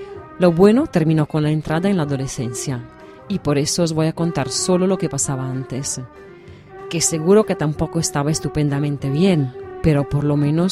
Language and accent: Spanish; Venice, Veneto, Italy; Spanish is a second language; En mi tierra, la hoguera veraniega no era la noche de San Juan, sino la del Redentore, la fiesta que celebra cada tercer fin de semana de julio en Venecia.